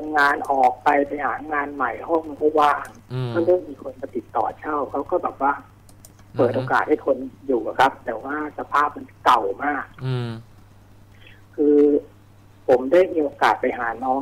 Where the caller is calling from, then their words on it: Nonthaburi, Thailand; อยู่ในห้องนะครับอยู่ที่นนท์